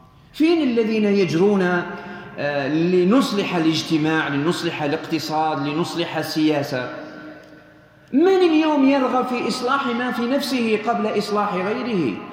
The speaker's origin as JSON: {"language": "Arabic", "country": "Algeria", "said": "هنا عندنا في الجزائر في شهر رمضان ما تجد إلا الخير"}